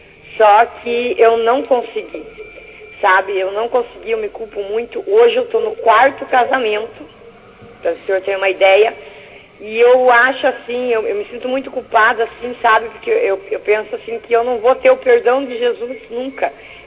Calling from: São José dos Pinhais, Paraná, Brazil; Eu falo de São José dos Pinhais e escuto pela AM evangelizando.

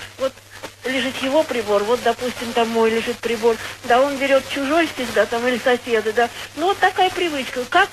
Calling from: Samara, Samara Oblast, Russia; Да, я из Самары.

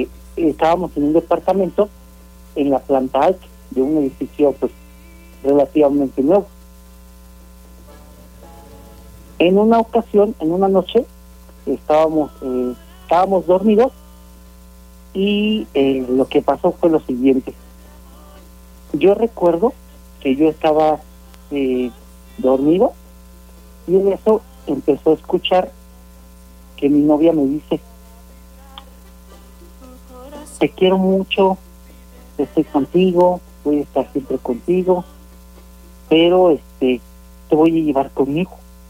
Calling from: San Miguel de Allende, Guanajuato, Mexico; De aquí de San Miguel de Allende, de prácticamente Insurgentes.

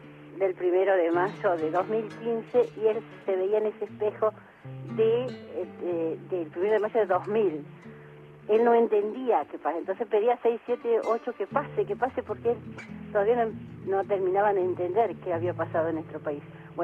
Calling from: El Talar, Buenos Aires Province, Argentina; del Talar.

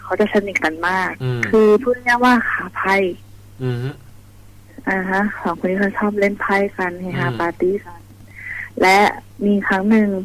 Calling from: Ban Pong, Ratchaburi, Thailand; บ้านโป่งราชบุรีค่ะ

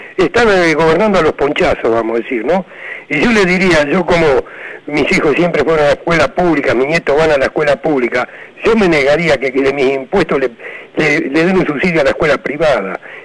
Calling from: Monte Grande, Buenos Aires Province, Argentina; de Montegrande.

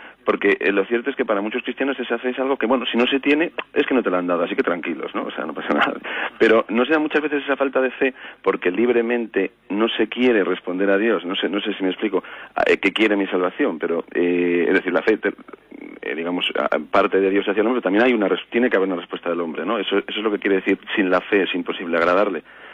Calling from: Vitoria, Basque Country, Spain; de Vitoria.

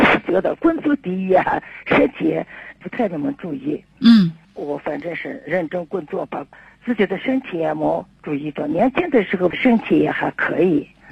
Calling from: Xining, Qinghai, China; 今年78岁了。

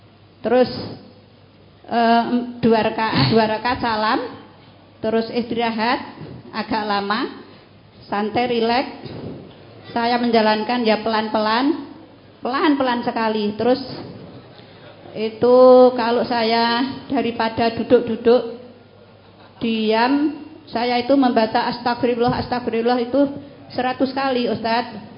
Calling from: Ambarawa, Central Java, Indonesia; dari Ambarawa, Semarang, Baran Gembiang.

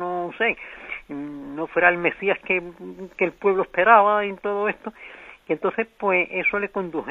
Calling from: Seville, Andalusia, Spain; sí, de Sevilla.

